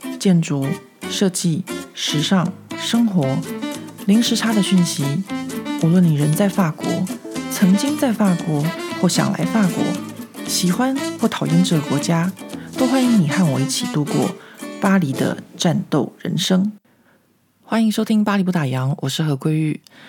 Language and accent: Chinese; Taipei, Taiwan; 因为我小的时候就在台北市中心长大嘛